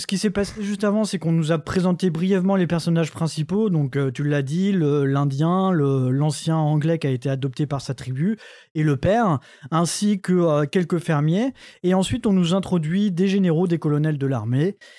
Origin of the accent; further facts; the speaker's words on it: France; en tant que Français, c'est un peu compliqué parce qu'on ne nous l'apprend pas en histoire géo